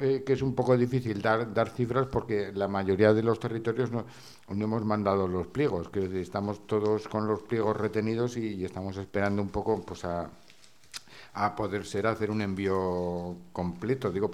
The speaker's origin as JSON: {"language": "Spanish", "town": "Zaragoza", "region": "Aragon", "country": "Spain", "said": "de Zaragoza."}